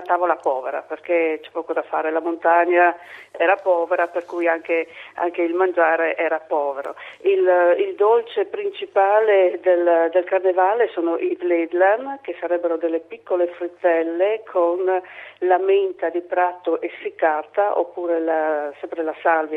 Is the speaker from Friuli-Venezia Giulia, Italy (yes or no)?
yes; Friuli-Venezia Giulia, Italy; accent: Saurano dialect; parliamo ancora la nostra lingua, il nostro dialetto, che è il saurano e che deriva proprio dalla Valle del Gail.